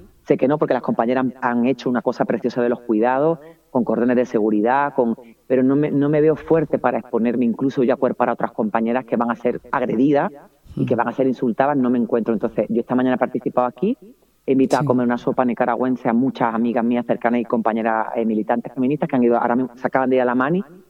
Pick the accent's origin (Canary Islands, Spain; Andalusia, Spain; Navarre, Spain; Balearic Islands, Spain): Andalusia, Spain; si yo estoy como mujer andaluza, que al lado de una vasca o una catalana no soy igual